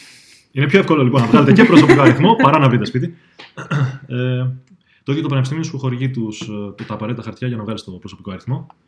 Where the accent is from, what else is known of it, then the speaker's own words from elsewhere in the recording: Athens, Attica, Greece; now in Sweden; Και έρχομαι και εγώ από την Αθήνα.